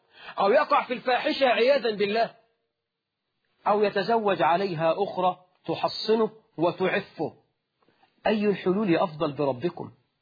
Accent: Egypt; إحنا في الريف عندنا في مصر وفي الصعيد

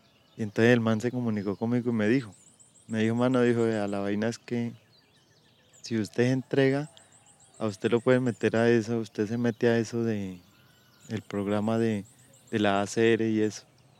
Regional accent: Caquetá, Colombia; also born or lived in Tolima; yo me siento caqueteño en donde vaya. A pesar de que yo no fui nacido en el Caquetá, yo nací por ahí en el Tolima. Pues eso es lo que dicen mis papás, que yo estaba de brazos cuando ellos se fueron para el Caquetá.

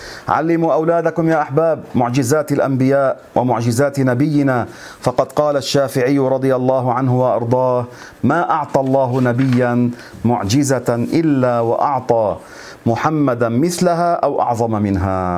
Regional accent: Lebanon; يعني عندنا في لبنان بيقولوا شعر بخشي لأنه وحده

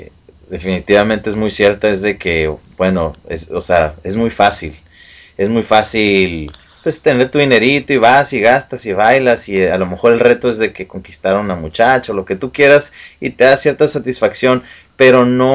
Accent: Mexico; Porque como mexicanos, la verdad es de que eso es muy común

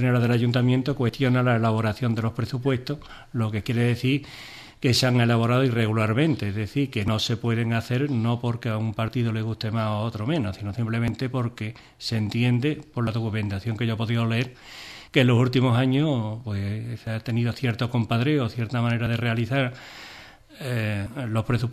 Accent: Ubrique, Andalusia, Spain; Porque estamos en Ubrique, somos de Ubrique

